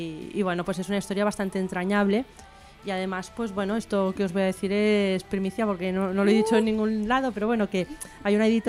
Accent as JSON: {"language": "Spanish", "town": "Barcelona", "region": "Catalonia", "country": "Spain", "said": "porque yo soy de Barcelona, soy bilingüe, entonces pues, y aparte he colaborado en muchas revistas en catalán"}